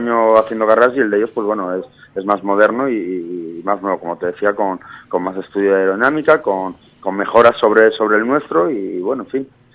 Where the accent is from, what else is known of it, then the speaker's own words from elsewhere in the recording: Asturias, Spain; aunque bien decías que soy asturiano, pues un poco en casa, ya que vivo aquí